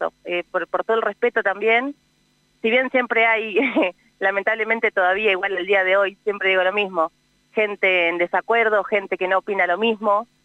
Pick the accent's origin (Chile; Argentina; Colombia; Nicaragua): Argentina; Uriburu, La Pampa; Yo soy de Uriburu